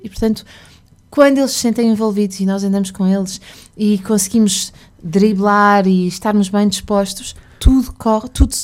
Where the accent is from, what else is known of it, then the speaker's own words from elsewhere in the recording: Porto, Portugal; venho do Porto, tenho dois filhos.